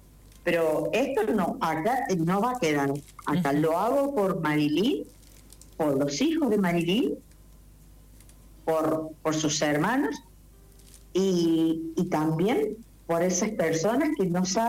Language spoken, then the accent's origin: Spanish; Argentina; yo estoy decidida a irme como una ciudadana, como una argentina más